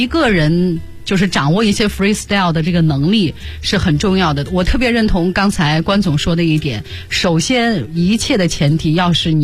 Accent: Zuoquan, Shanxi, China; 还有大家可以听听我的家乡小调，就左权民歌。

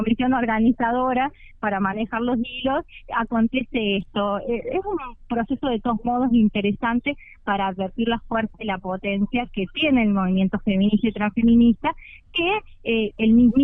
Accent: San Luis, Argentina; incluso las que no vivimos en Cava, como en mi caso que soy de San Luis

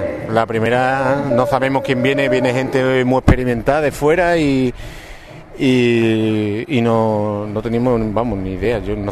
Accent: Ubrique, Andalusia, Spain; los que somos de Ubrique teníamos que apreciar la naturaleza y el entorno que tenemos.

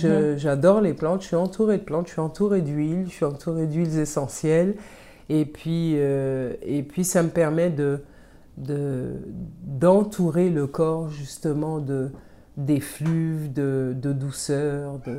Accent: Martinique; on faisait ça avec du rhum, puisque c'est ma boisson locale, hein, je viens de la Martinique

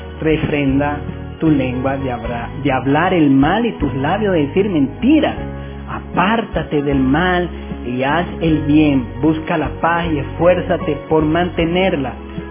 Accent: Caracas, Capital District, Venezuela; born there; Soy caraquista porque nací en Caracas realmente

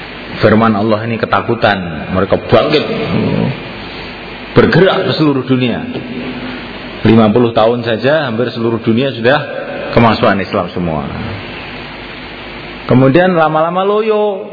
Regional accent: Java, Indonesia; Kita Jawa tidak boleh begitu.

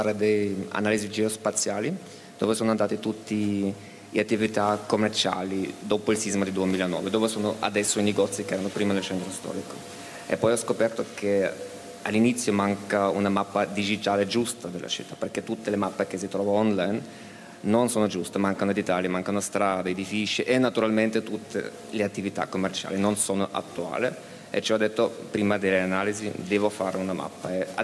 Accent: Vienna, Austria; Italian is a second language; Di Vienna, d'Austria.

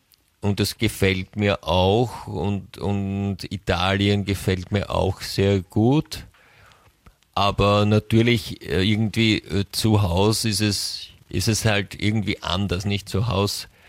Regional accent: United States; German is a second language; Da weißt du dann nicht immer als Amerikanerin, wo du bist.

